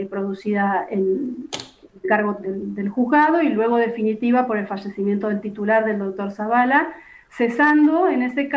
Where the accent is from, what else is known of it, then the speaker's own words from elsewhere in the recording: Santa Rosa, La Pampa, Argentina; also born or lived in Lonquimay; Pampeana de nacimiento, no nací en Santa Rosa, nací en Lonquimay, a 60 kilómetros de la ciudad de Santa Rosa. Vivo en la ciudad capital desde los 7 años en que mi familia se trasladó, mis padres decidieron radicarse aquí.